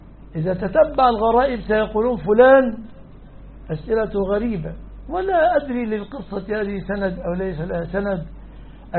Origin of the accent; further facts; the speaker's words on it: Egypt; لماذا أنا رجل مصري ما أعرفش إلا ولا الضالين أمين